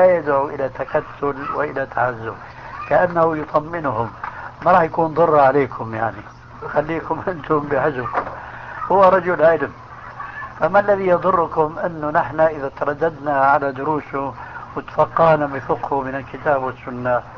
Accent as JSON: {"language": "Arabic", "country": "Syria", "said": "كما يقولون عندنا في سوريا"}